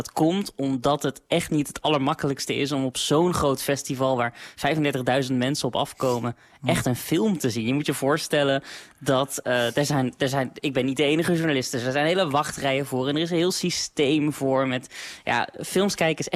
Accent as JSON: {"language": "Dutch", "country": "Netherlands", "said": "Ik focus me met die podcast heel erg op wat wij als Nederlanders daar te zoeken hebben."}